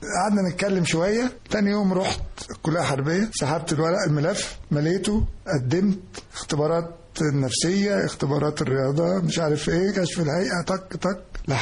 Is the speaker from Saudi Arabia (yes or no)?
no; Kafr Abu Zikri, Dakahlia, Egypt; من مواليد قريه اسمها ابو ذكري، كفر ابو ذكري، مركز دكرنس الاهليه، قريه لا تتمتع باي خدمات. انا مواليد 1948.